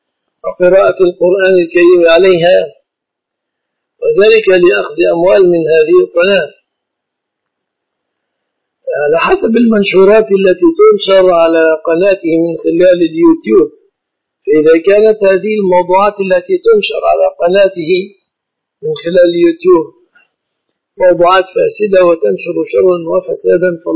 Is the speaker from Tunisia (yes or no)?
no; Egypt; في بلادنا مصر الشبكة من الصداق